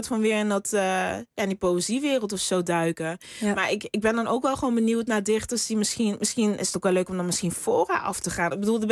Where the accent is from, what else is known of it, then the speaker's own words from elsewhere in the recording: Limburg, Netherlands; Ja, ik kom uit Limburg of zo. En ik weet dat de taal is daar een stuk zachter ook.